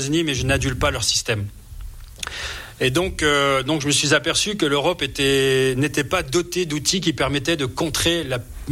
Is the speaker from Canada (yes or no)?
no; Épinal, Grand Est, France; born there; moved away as an adult; je suis né à Épinal dans les Vosges, j'ai 45 ans. Et je suis parti maintenant, ça fait 22 ans de France et je suis revenu le 30 novembre 2020